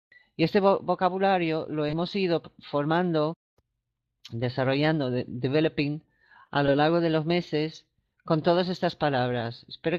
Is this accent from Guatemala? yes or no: no; England, United Kingdom; Spanish is a second language; yo que soy inglesa